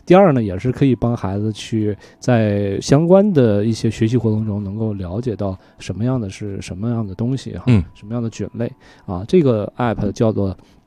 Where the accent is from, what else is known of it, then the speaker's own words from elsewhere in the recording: Yunnan, China; 比如说我们云南那边的